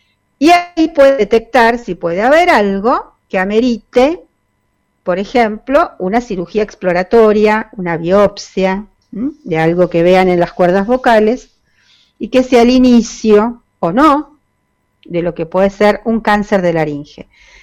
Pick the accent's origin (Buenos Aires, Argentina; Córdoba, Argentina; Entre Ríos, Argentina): Buenos Aires, Argentina; Nosotros como porteños, o inclusive nuestros amigos del conurbano, venían temprano